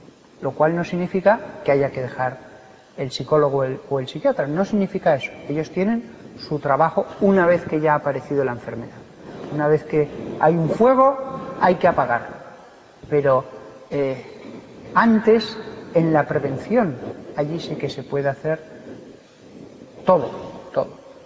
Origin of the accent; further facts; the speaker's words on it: Barbastro, Aragon, Spain; Yo soy de Barbastro, 15.000 habitantes, no había ni un solo caso.